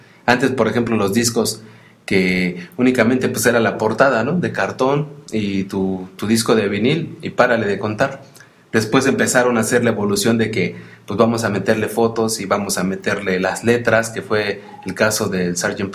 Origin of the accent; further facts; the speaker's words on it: Mexico; como mal mexicano yo te digo, ¿no?